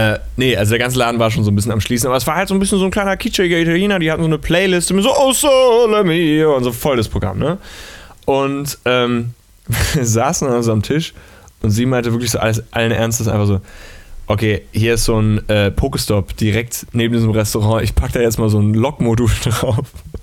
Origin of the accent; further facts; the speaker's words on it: Hamburg, Germany; Ich war das Wochenende in meiner Heimatstadt in Hamburg